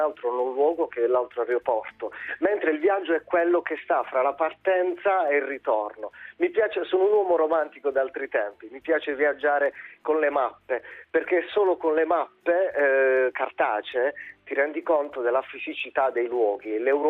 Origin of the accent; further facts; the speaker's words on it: Amatrice, Lazio, Italy; l'ultima tappa è stata proprio ad Amatrice, ecco, ritornare nella mia terra e vedere una ferita del genere